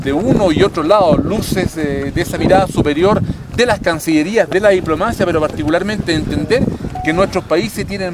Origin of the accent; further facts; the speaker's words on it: Calama, Antofagasta, Chile; Nosotros somos esta comuna de Calama, el norte de Chile.